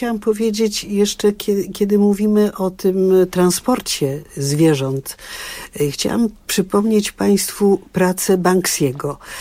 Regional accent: Czarnówka, Warmian-Masurian Voivodeship, Poland; u mnie w mojej wsi Czarnówka na Mazurach

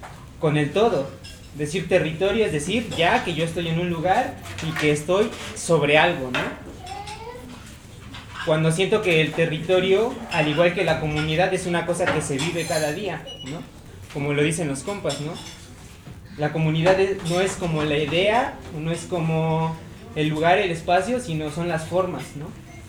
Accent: Mexico City, Mexico; Yo nací en DF, como de niño, y después me fui a la comunidad y aprendí muchas cosas de ahí, muchos valores y muchas cosas chidas, pero también era claro que no era precisamente yo de ahí, ¿no?

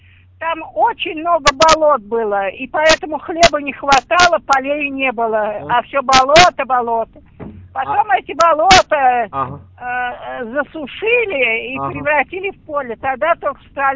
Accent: Moscow, Russia; born there; Я родилась в Москве.

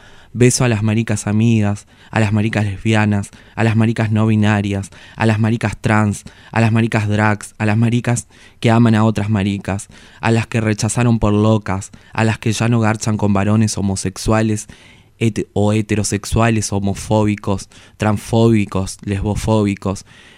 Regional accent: Formosa, Argentina; estaba en Formosa cuando lo escribí, durante la infancia, a partir de mis amigas machonas, después en La Plata

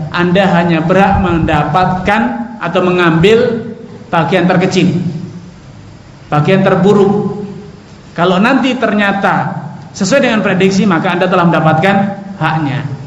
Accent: Java, Indonesia; born there; kenapa saya dilahirkan di sini, di Jawa ya, sehingga saya kejawen-jawenan gini.

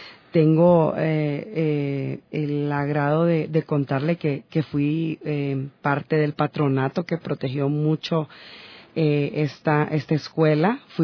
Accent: Honduras; now in Ecuador; Porque tenemos un acento muy peculiar los hondureños

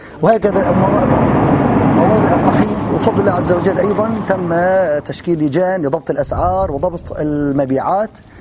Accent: Aleppo, Aleppo Governorate, Syria; نحن أبناء حلب

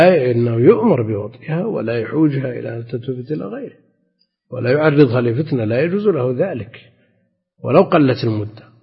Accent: Najd, Saudi Arabia; عندنا في نجد الأثر ظاهر.

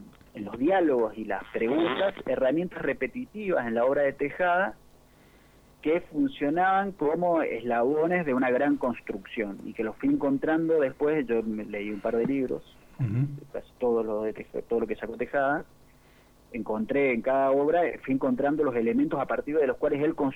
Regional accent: San Rafael, Mendoza, Argentina; now in Mendoza, Argentina; yo soy de San Rafael, me vine hace un par de años acá a Ciudad Mendoza

